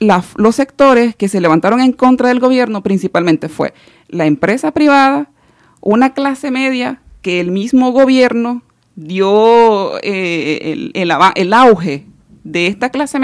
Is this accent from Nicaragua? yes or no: yes; Nicaragua; no solamente nosotras como parte de nuestra asociación o como campesina o como ciudadanas nicaragüenses